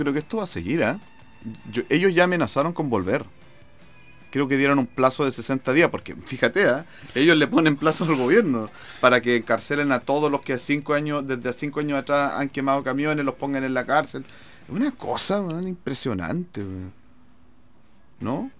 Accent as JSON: {"language": "Spanish", "country": "Chile", "said": "yo me siento chileno, yo soy chileno y no me gusta que me llamen de otra manera sino como eso."}